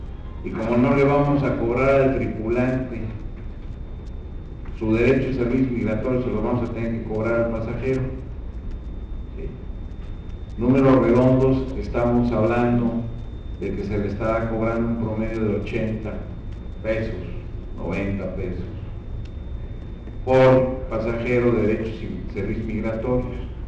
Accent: Mexico; Yo soy mexicano y vivo en México.

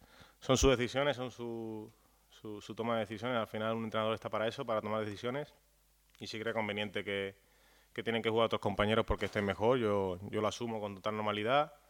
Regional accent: Seville, Andalusia, Spain; Sí, un partido muy bonito, volver a Sánchez Pizjuán, a mi tierra.

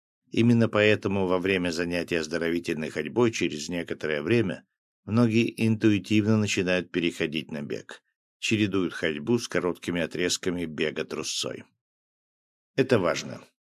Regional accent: Smolensk, Smolensk Oblast, Russia; в последние годы в моем родном городе Смоленске, где я живу

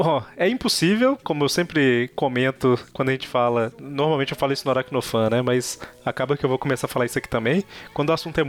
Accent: Minas Gerais, Brazil; eu sou de Minas Gerais.

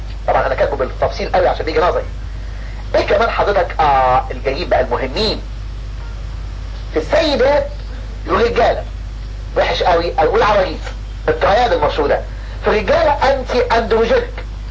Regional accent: Egypt; والناس عندنا في مصر ما تحبش اللونج تيرم ثيرابي

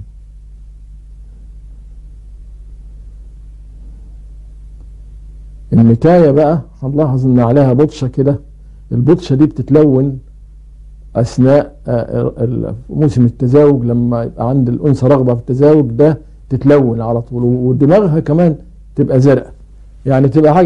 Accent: Egypt; ومن العيلة دي برضو طائر ابو قردان عندنا في مصر اللي بيعيش على الديدان

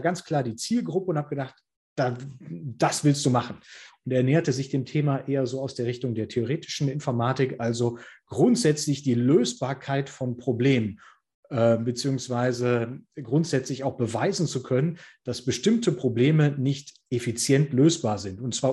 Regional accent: Heiligenhaus, North Rhine-Westphalia, Germany; das Stadttheater damals bei uns in Heilinghaus, in der Stadt, in der ich aufgewachsen bin

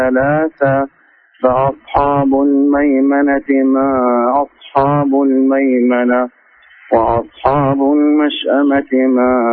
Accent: Egypt; أنا مصري جنسية

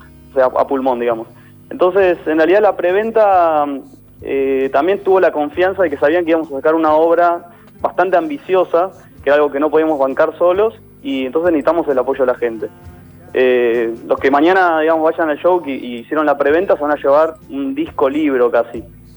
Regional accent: Buenos Aires, Argentina; yo soy de Caballito y también es un orgullo tocar en el barrio.

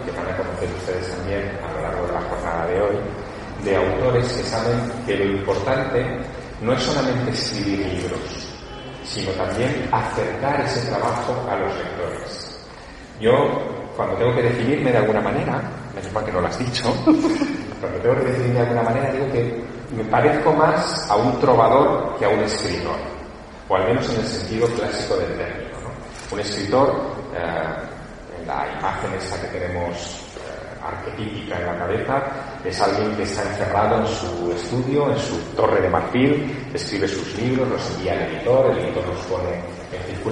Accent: Teruel, Aragon, Spain; Soy un chico de pueblo. De pueblo, es decir, de un lugar pequeño. Es verdad que nací en Teruel, que tiene 30.000 habitantes.

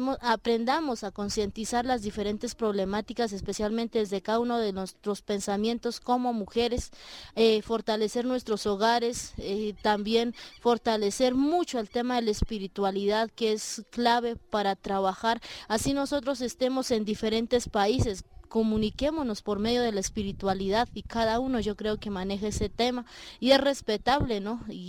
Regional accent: Silvia, Cauca, Colombia; soy de Colombia, del departamento del Cauca, del suroccidente, municipio de Silvia, el resguardo del pueblo o nación Misak, es originario, somos Misak.

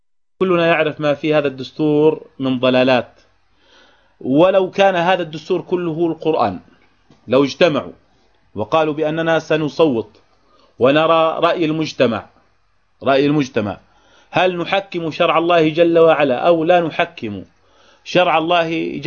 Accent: Jordan; يعني أصبحنا حتى عندنا في الأردن وجدنا بعض الناس المحسوبين على هذا التيار

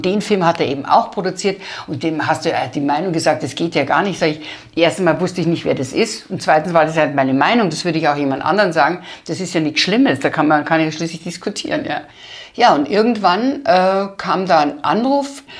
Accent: Landau an der Isar, Bavaria, Germany; Bei uns in Landau an der Isar gab es ein Kino

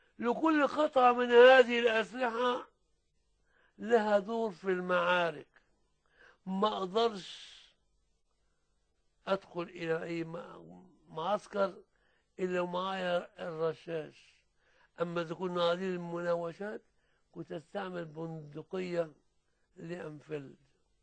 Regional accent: Suez, Suez Governorate, Egypt; وكان الموزع السلاح عندنا في السويس

